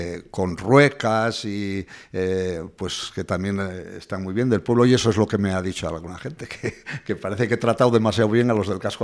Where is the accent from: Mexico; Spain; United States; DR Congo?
Spain; Peralta, Navarre; porque yo soy de Peralta, de un pueblo de la Ribera, y allí eso no existía.